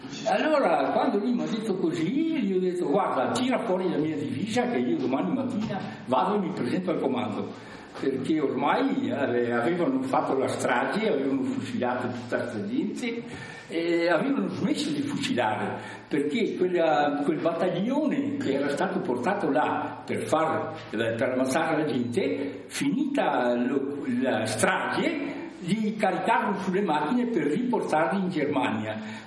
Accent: Trentino-Alto Adige, Italy; un trentino dell'Alto Adige

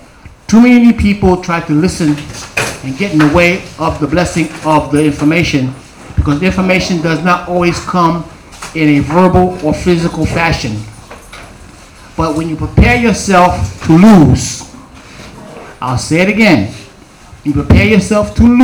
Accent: New York City, New York, United States; I grew up in Queensbridge

